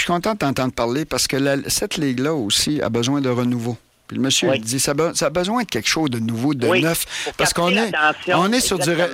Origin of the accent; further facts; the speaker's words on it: Chicoutimi, Quebec, Canada; moi, je viens de Chicoutimi.